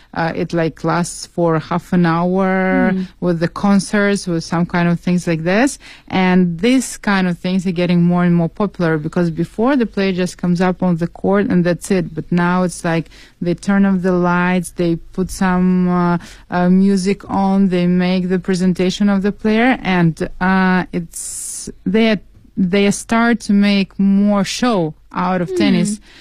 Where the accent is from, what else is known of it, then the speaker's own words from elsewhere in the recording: Saint Petersburg, Russia; because I'm from St. Petersburg myself, and we have now two tournaments, men's and women's